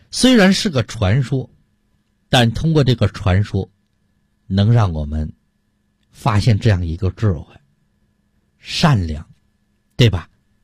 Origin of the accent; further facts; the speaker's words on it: Heilongjiang, China; born there; 小的时候我出生在东北的黑龙江非常偏僻的一个山村啊